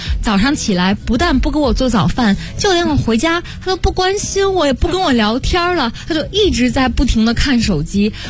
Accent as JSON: {"language": "Chinese", "region": "Beijing", "country": "China", "said": "北京人可能如果生活在胡同的过的人、会对胡同有一种很特殊的情感，就像我其实也是，但是我非常非常小的时候，爷爷家住在交道口那边的一个胡同"}